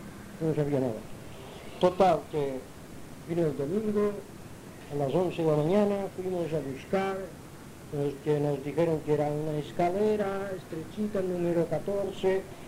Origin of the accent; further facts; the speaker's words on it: Palma, Balearic Islands, Spain; also born or lived in Inca; Yo nací en Inca, Mallorca, fui bautizado en la Iglesia Católica, después me bajaron mis padres a Palma, fuimos a vivir en la Plaza de la Paja, cerca de la Calatrava.